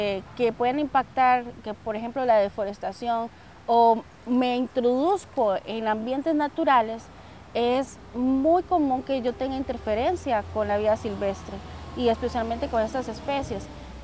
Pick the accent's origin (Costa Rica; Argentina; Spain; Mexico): Costa Rica; Palmares, Alajuela; soy de Palmares. Mi carrera base es biología.